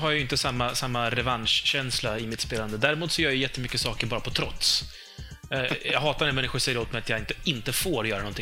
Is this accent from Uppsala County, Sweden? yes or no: yes; Uppsala, Uppsala County, Sweden; Jag säger ju mögel, jag är från Uppsala.